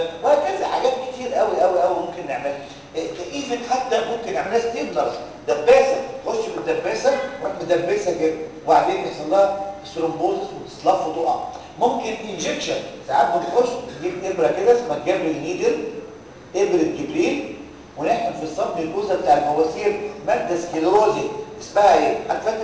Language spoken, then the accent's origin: Arabic; Egypt; على فكره عندنا في مصر اقول لهم حاجه للاسف اللي تعرفوها